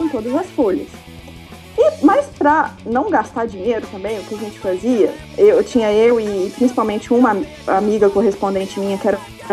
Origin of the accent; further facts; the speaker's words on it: Divinópolis, Minas Gerais, Brazil; eu sou natural de Divinópolis, que é interior de Minas, certo, perto de BH